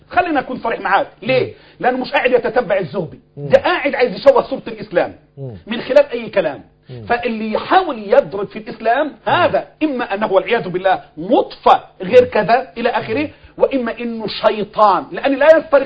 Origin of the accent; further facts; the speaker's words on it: Egypt; نحن أبناء مصر وهذه هي مصر